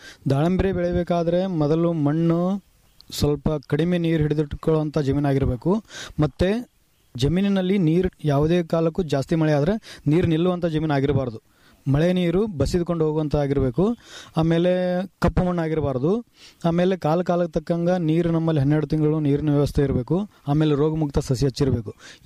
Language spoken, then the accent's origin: Kannada; Kottalgi, Karnataka, India; ನಂಗೆ ಮೂಲ ನಮ್ಮೂರು 10ನೇ ತಾಲೂಕು ಕೊಟ್ಟಲ್ಗಿ ಅಂತ.